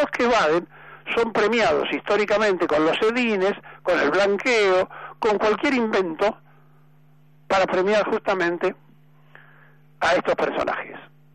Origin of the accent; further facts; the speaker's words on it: Argentina; ¿Quiénes somos los argentinos? ¿Quiénes somos? ¿Por qué somos como somos?